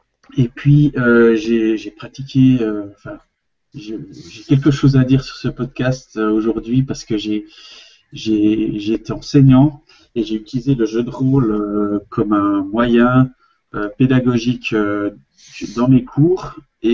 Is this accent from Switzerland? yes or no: yes; Switzerland; Et je suis suisse.